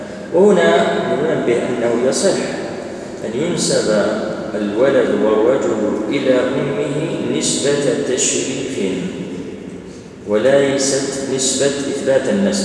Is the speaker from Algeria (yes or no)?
yes; Algeria; احنا عندنا في الجزائر